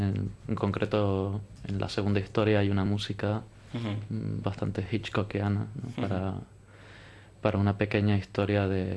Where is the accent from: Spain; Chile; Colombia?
Spain; Tenerife, Canary Islands; Yo creo que los tres venimos de Tenerife